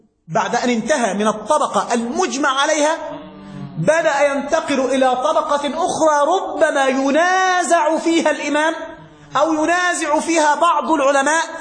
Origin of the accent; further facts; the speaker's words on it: Egypt; مات بالإسكندرية عندنا في مصر